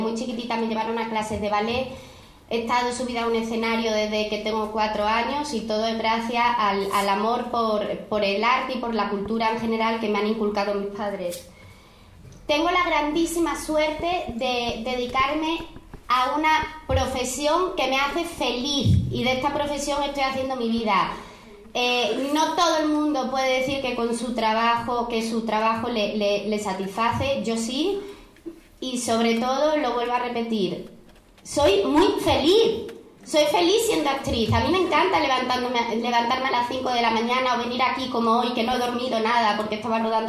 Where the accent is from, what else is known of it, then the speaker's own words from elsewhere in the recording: Córdoba, Andalusia, Spain; Yo soy cordobesa, se me nota. Digo yo, ¿no?, que me lo estáis notando. Lo que pasa ahora es que con todos mis trabajos como que me tengo que ir quitando el acento. Soy cordobesa